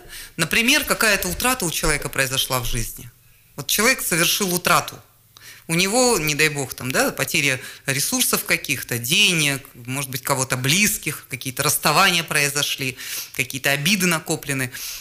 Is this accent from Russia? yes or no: yes; Krasnoyarsk, Krasnoyarsk Krai, Russia; born there; я родилась в Красноярске, в Черемушках